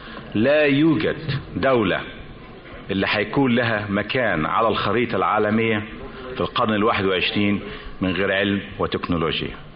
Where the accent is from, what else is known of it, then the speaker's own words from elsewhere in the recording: Damanhur, Beheira, Egypt; ان انا اكون ابن تسوق ابن دمنهور ابن كفر الشيخ وابن مصر مصر الغالية علينا كلنا